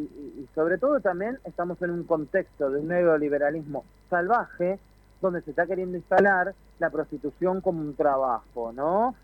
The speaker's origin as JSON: {"language": "Spanish", "town": "La Matanza", "region": "Buenos Aires Province", "country": "Argentina", "said": "Yo soy matancera, yo soy de La Matanza."}